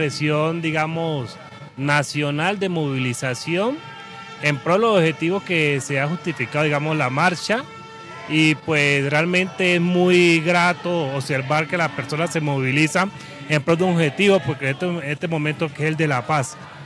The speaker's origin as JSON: {"language": "Spanish", "region": "Chocó", "country": "Colombia", "said": "Nosotros venimos de Chocó, de Cali, y el compañero viene también de Chocó."}